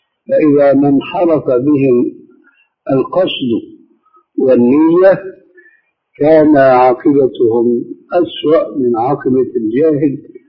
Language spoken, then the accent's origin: Arabic; Syria; كما يقولون عندنا في بلاد الشام وفي سوريا بصورة خاصة